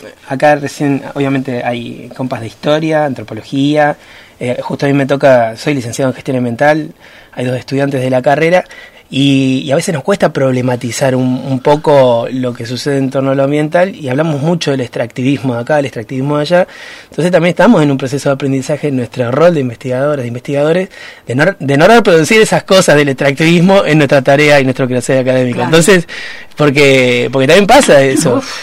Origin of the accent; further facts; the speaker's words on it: Comodoro Rivadavia, Chubut, Argentina; La mayoría somos de Comodoro, ya conocen, territorio marcado por el extractivismo petrolero